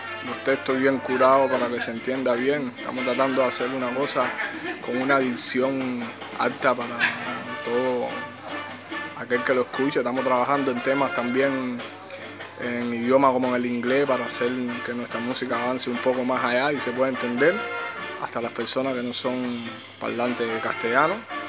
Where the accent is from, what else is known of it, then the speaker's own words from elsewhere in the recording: Buenavista, Cuba; Soy cubano, de Buenavista, naturalmente.